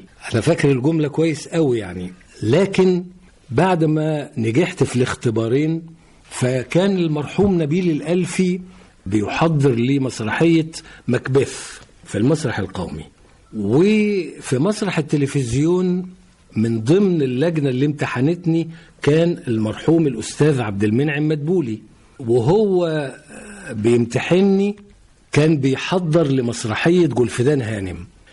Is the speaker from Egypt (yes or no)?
yes; Giza, Giza Governorate, Egypt; born there; also born or lived in Cairo; أنا من مواليد الجيزة، أول خط الصعيد، ووالدي الله يرحمه كان من المحلة الكبرى من محافظة الغربية، والدتي الله يرحمها كانت من محافظة المنوفية.